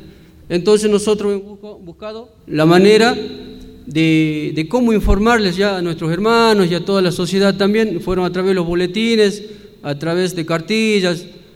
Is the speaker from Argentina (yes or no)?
yes; Salinas Grandes, Jujuy, Argentina; después hay un levantamiento también en Salinas Grandes, de donde vengo, por la defensa de la sal